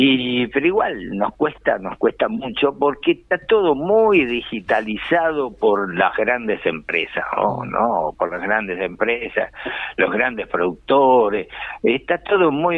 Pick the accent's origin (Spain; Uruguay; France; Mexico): Uruguay; Como uruguayos, tanto en, yo qué sé, pintura, cultura o animación